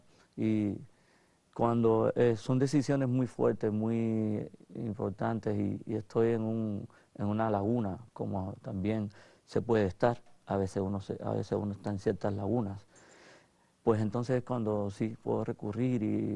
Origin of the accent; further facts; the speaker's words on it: Cuba; yo no nazco en Italia, afortunadamente. Soy cubano, pero soy cubano-italiano